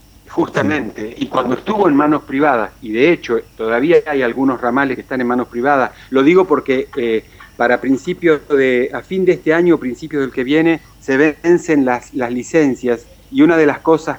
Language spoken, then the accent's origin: Spanish; Ciudad Evita, Buenos Aires Province, Argentina; yo, por ejemplo, soy un desarraigado dentro de la provincia de Buenos Aires. Yo me crié en Ciudad Evita y ahora ya hace 36 años que vivo en Babio, pero mis hijas nacieron en Babio.